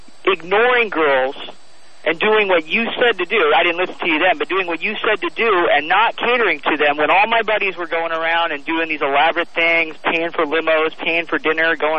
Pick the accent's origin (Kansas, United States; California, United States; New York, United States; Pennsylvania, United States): California, United States; Dana Point; You know, Tom, I grew up in Dana Point, California, which is about 5 miles south of Laguna Beach and kind of the richest area in Orange County.